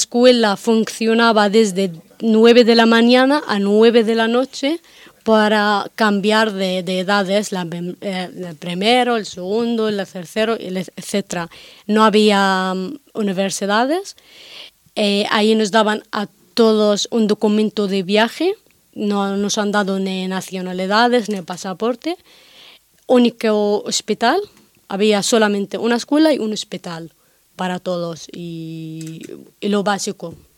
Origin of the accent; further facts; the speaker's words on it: North Sinai, Egypt; born there; Spanish is a second language; yo no nací en Gaza yo nací en un campo de refugiados en Egipto en el Sinai